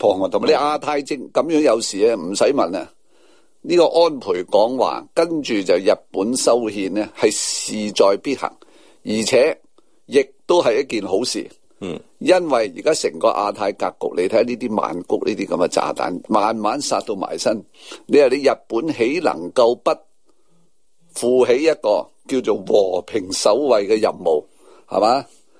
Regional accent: Hong Kong; 我哋香港人一定要支持

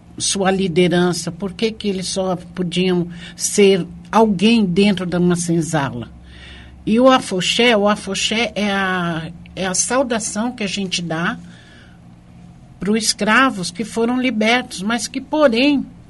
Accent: São Paulo, Brazil; Paulista.

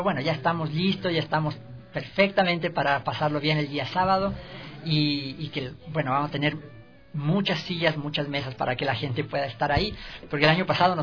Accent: Chile; now in Ecuador; nosotros como organización, que somos chilenos en Ecuador

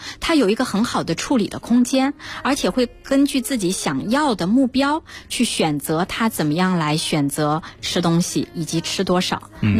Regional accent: China; 因为我们中国人其实是比较内敛的

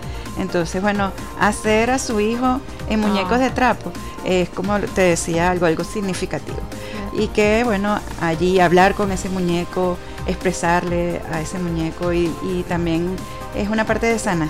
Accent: Venezuela; Pero todos somos venezolanos.

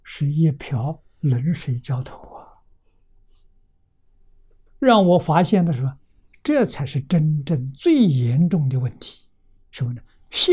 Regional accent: Lujiang, Anhui, China; 在我的老家安徽庐江，啊，有个小镇叫汤池小镇

